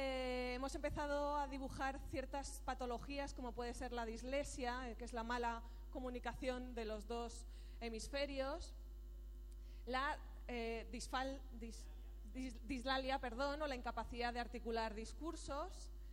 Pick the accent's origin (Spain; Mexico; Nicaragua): Spain; Aragon; Soy de Aragón, entonces para que se me note.